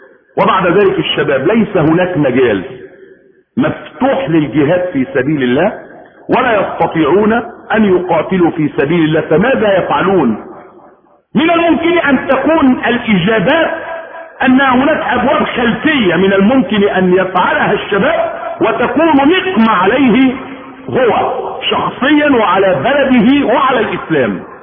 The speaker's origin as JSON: {"language": "Arabic", "country": "Egypt", "said": "واسر ملك من ملوكهم في المنصورة عندنا في مصر"}